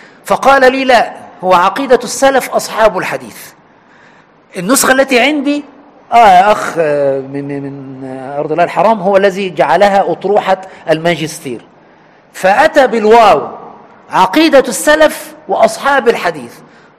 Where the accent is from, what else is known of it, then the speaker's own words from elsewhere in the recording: Egypt; عندنا في مصر هنا العوام يقول فذلكة